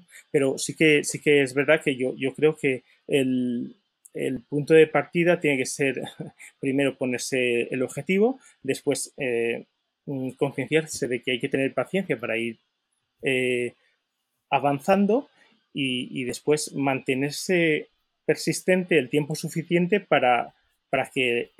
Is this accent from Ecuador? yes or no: no; Valencia, Valencian Community, Spain; soy de Valencia, por eso el nombre es tan valenciano.